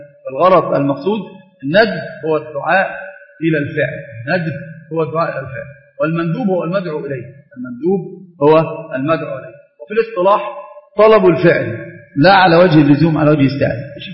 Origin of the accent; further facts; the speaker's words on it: Egypt; حتى تجد المسألة عندنا في مصر في كثير من العادات والتقاليد المخالفة لأمور الشرع